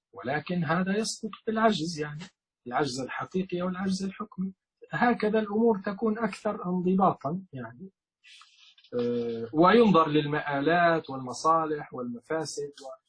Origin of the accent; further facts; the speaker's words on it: Libya; عندنا في ليبيا معركة يعني بين فصيل من التيار